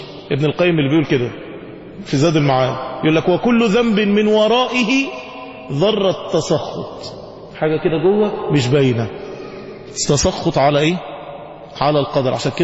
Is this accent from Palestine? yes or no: no; Egypt; احنا كشعوب واحنا كمصريين لما بتتصدم ما بتعرفش تعمل رد فعل.